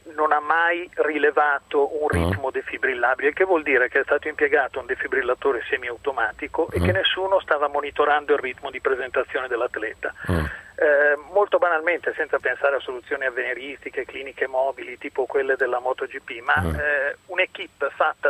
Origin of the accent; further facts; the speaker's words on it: Milan, Lombardy, Italy; anch'io non sono di Grosseto, sono in viaggio, sono